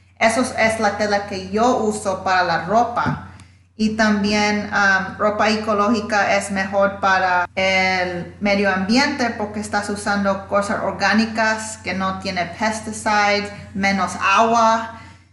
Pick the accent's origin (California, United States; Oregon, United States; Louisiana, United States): Louisiana, United States; born there; now in New York, United States; Bueno, mi mamá es de Honduras y mi papá es de Panamá. Y nací en Louisiana, pero ahora estoy aquí en Nueva York.